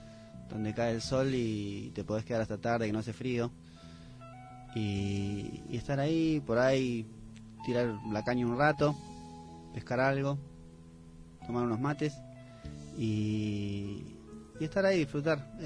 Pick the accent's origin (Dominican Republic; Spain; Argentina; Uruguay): Argentina; soy artista argentino, compositor, autor y compositor de canciones